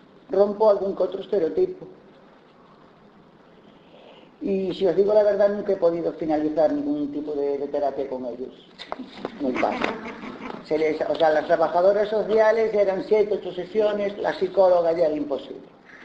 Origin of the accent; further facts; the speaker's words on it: Spain; Soy española y, por desgracia, vivo en un país patriarcal y machista que heredó, entre otras cosas, su cultura judía cristiana.